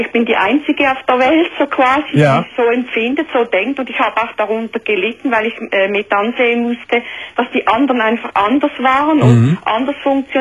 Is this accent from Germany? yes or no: no; Switzerland; Ja, ich bin eine Schweizerin.